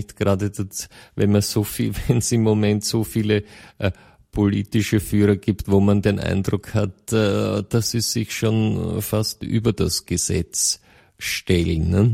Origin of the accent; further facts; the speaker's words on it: Austria; dann spricht man bei uns in Österreich von großen und kleinen Braunen